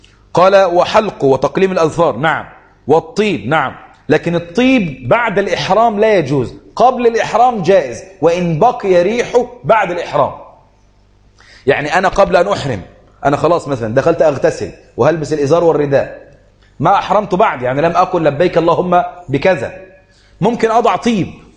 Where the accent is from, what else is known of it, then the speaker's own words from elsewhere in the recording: Egypt; جزء الحمام عندنا في مصر غالي جدا